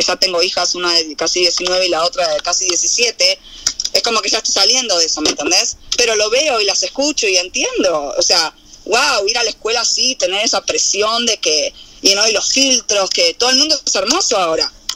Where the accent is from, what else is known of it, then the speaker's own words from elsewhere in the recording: Argentina; al margen de que nosotros crecimos en Argentina distinto, pero es lo mismo